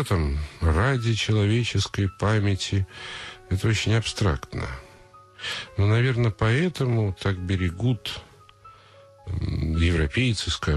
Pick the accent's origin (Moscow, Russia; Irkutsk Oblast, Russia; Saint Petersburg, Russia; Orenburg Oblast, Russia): Moscow, Russia; Я москвич.